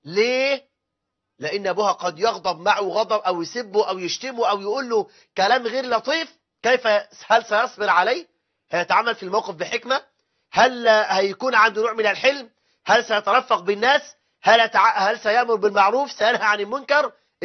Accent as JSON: {"language": "Arabic", "country": "Egypt", "said": "هذا كلام قليل جدا عندنا في مصر"}